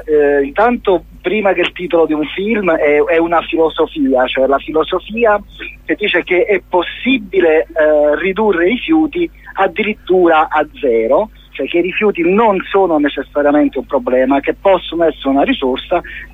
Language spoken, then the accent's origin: Italian; Naples, Campania, Italy; io che sono napoletano, sono tornato nella mia città